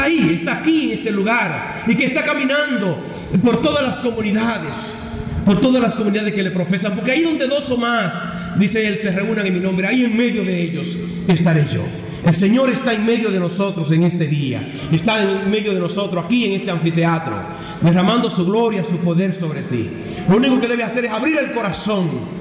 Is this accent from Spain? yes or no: no; Dominican Republic; Hace unos días atrás, en mi país, el día 8, el lunes pasado, la arquidiócesis de Santo Domingo, a la que pertenezco, hacía clausura de un año jubilar